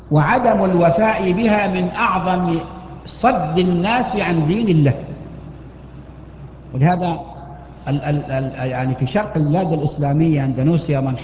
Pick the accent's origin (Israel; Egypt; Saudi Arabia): Saudi Arabia; Mecca, Makkah Province; هناك عندنا في مكة أحد المحسنين